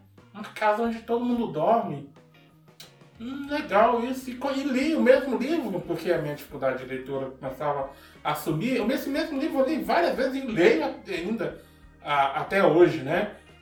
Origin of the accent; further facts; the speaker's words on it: Northeast Region, Brazil; Eu sou do Nordeste. E, infelizmente, na onde eu morava, o estudo era muito, muito precário.